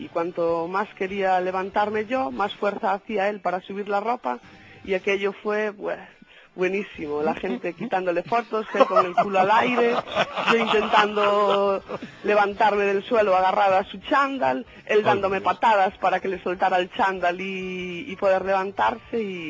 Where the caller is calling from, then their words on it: Vilagarcía de Arousa, Galicia, Spain; Desde Villa García.